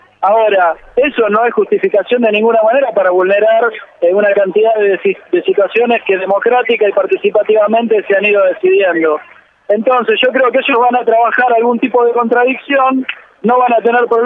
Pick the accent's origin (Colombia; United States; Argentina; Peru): Argentina; por lo que hemos sido valorados en el exterior como argentinos